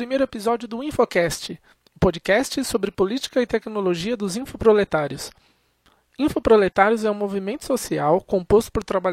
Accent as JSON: {"language": "Portuguese", "town": "Sorocaba", "region": "São Paulo", "country": "Brazil", "said": "trabalho na área de suporte, sou de Sorocaba, estado de São Paulo, trabalho numa empresa de suporte de TI."}